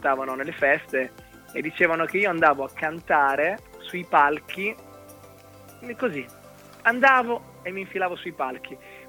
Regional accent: Rimini, Emilia-Romagna, Italy; vengo da Rimini e ho 27 anni

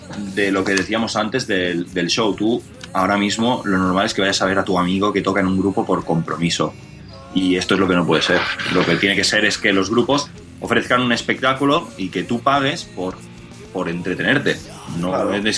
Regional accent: Terrassa, Catalonia, Spain; Fatal, porque nosotros somos de Tarrasa, entonces...

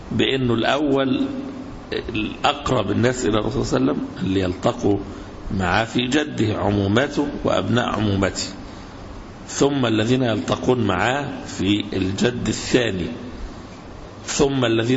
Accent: Egypt; يعني هنا عندنا في مصر قبائل كثيرة جدا

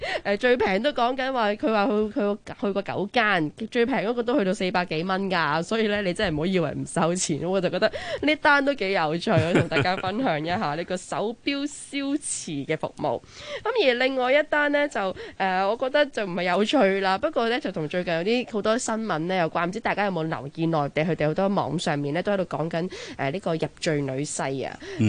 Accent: China; 但系不嬲，我哋中国人咧嗰、那个即系成家立室嘅嗰个传统观念都好强下噶嘛

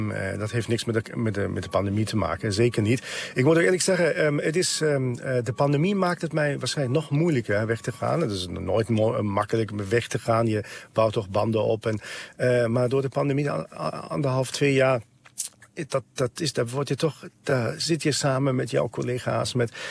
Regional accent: Germany; now in Netherlands; Ik kom uit Duitsland, ik wil terug en ik wil ook meenemen wat ik hier heb geleerd.

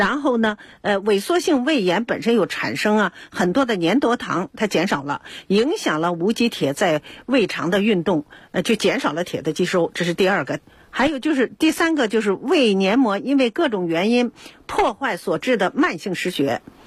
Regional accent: China

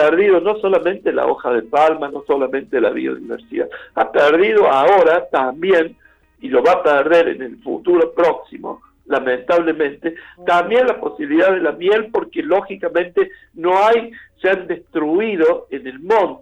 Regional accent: Córdoba, Argentina; como sociedad cordobesa, como cordobés lo digo

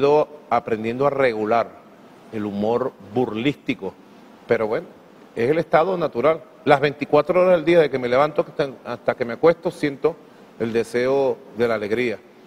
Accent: Caracas, Capital District, Venezuela; Soy muy caraqueño en eso.

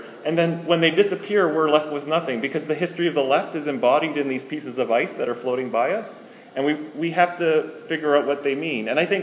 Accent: Canada; I think of them like ice, because I'm Canadian.

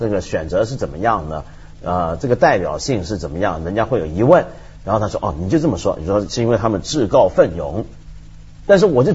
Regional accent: China; 我们中国人很流行做这种事儿

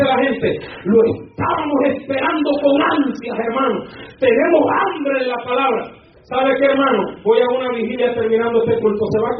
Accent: Honduras; Le pedí baleadas, porque soy hondureño, los hondureños comemos baleadas y macheteadas.

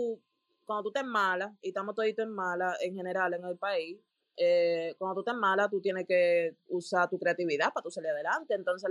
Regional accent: Dominican Republic; yo creo que nosotros lo sabemos utilizar muy bien como dominicano, exportando nuestro talento

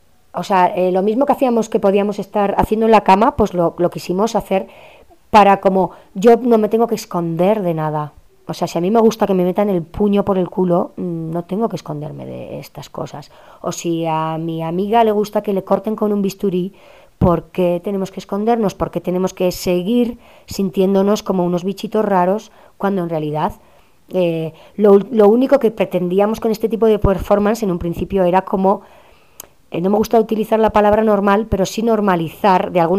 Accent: Basque Country, Spain; encima yo, que vengo de Euskal Herria, con todo este tema del terrorismo y tal

